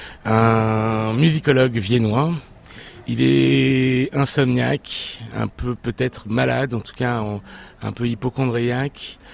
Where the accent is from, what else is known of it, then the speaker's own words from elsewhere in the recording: Niort, Nouvelle-Aquitaine, France; Et je viens de l'ouest de la France, une petite ville qui s'appelle Niort, et dans laquelle rien ne me prédisposait ni au grand voyage, ni aux rencontres avec l'Orient arabe.